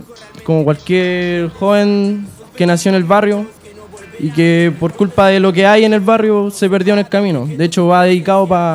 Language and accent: Spanish; Puente Alto, Santiago Metropolitan Region, Chile; Yo soy de aquí, de la Villa Puente Alto.